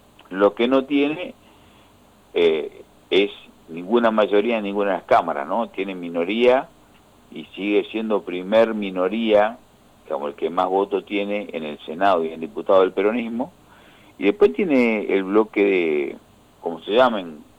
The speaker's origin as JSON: {"language": "Spanish", "country": "Argentina", "said": "estoy muy preocupado como argentino, como militante"}